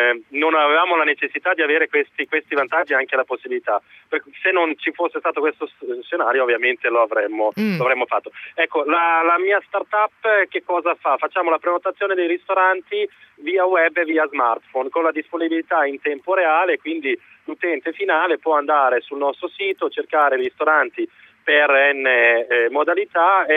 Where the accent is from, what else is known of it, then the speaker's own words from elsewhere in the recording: Sarajevo, Federation of Bosnia and Herzegovina, Bosnia & Herzegovina; Italian is a second language; now in Italy; Io sono di Sarajevo, però ormai, come dire, sono in Italia da tantissimi anni.